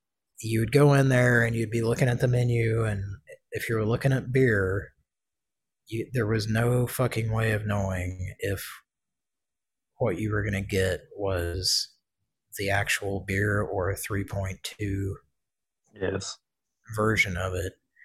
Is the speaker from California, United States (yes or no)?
no; Oklahoma, United States; our longtime listeners know that we grew up in Oklahoma